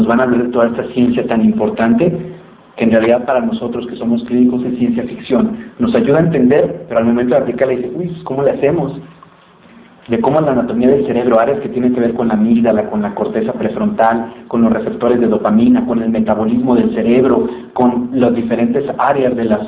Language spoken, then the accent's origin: Spanish; Guadalajara, Jalisco, Mexico; cuando voy a mi tierra, Guadalajara, aquí hay unas tortas ahogadas